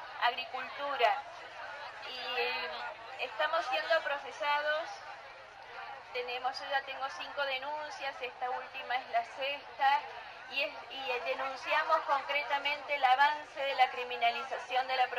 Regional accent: Chilecito, La Rioja, Argentina; Yo vengo desde Chilecito, provincia de La Rioja

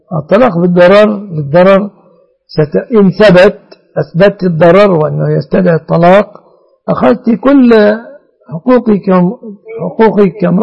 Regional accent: Egypt

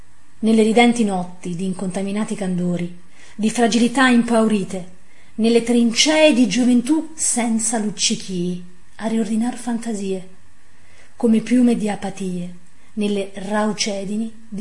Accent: Campania, Italy; accent: Cilentan dialect; il mio dialetto cilentano, in parte anche napoletano

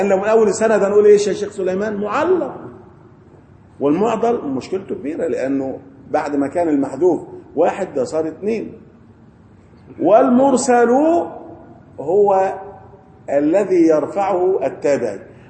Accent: Egypt; احنا عندنا في مصر قبر في بني شويف

